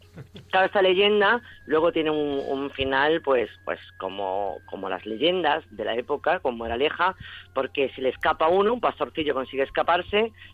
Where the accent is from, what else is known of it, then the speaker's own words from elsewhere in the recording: Extremadura, Spain; Era la que menos me gustaba de Extremadura y ahora, sin embargo, es la que más me gusta